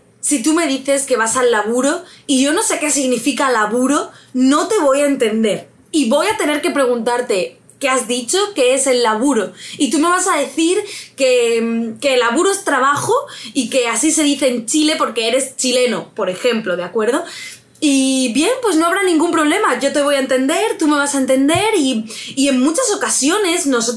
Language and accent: Spanish; Andalusia, Spain; accent: Andalusian; yo soy andaluza, vivo en Andalucía y mi dialecto es el andaluz, aunque mi pronunciación y mi acento está cada vez más estandarizado.